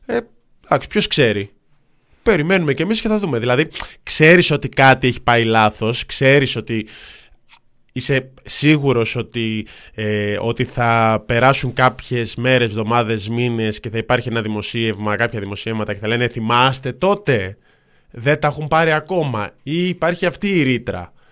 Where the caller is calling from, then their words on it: Athens, Attica, Greece; από Πατήσια